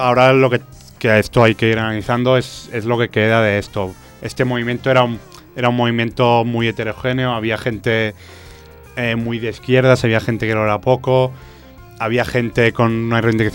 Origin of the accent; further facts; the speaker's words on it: Barcelona, Catalonia, Spain; en Barcelona, que es de donde vengo yo